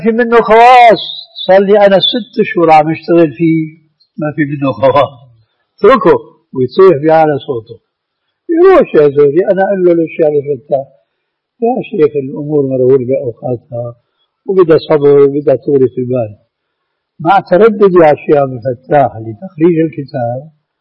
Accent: Syria; عندنا بالشام

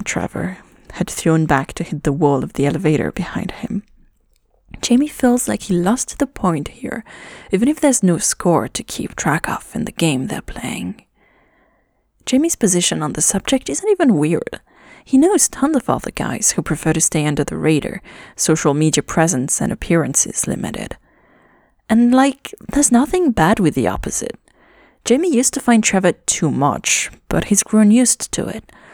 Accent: Toronto, Ontario, Canada; I know we're from Toronto, but it happens.

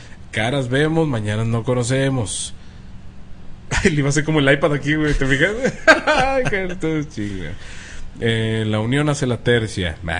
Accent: Tlalpan, Mexico City, Mexico; Les mando un gran saludo desde mi terruño, San Andrés, Totoltepec, Tlalpan, Distrito Federal, México.

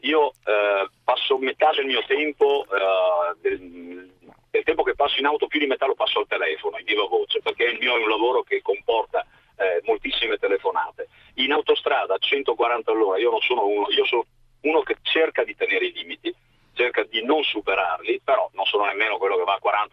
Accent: Treviso, Veneto, Italy; Io poi sono veneto, sono trevisano

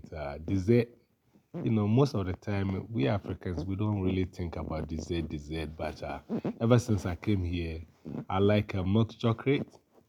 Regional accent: Ghana; I'm originally from Ghana, and I'm a teaching artist

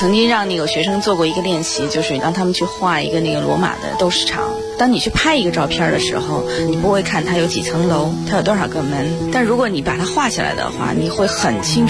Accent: Beijing, China; 我算是70后吧，我是从小在北京长大，

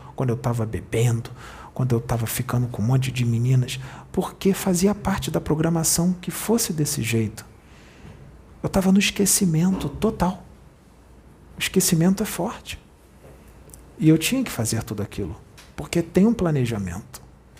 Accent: Rio de Janeiro, Brazil; Eu não fui até onde ele está, porque eu sou do Rio e ele é de Porto Alegre.

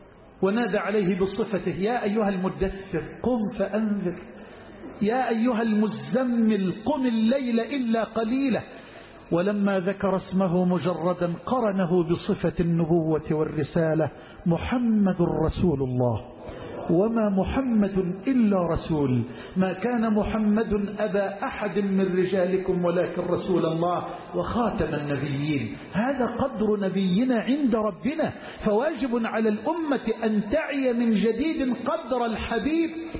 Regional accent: Egypt; واجعل بلدنا مصر أمنا أمانا سخاء رخاء

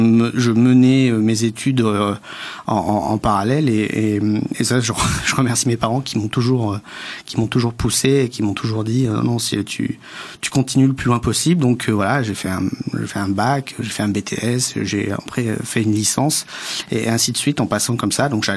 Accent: Rodez, Occitanie, France; Je viens de l'Aveyron, je viens de Rodez. J'avais 12 ans. Et à l'époque, dans une ville comme Rodez, en gros 30 000 habitants

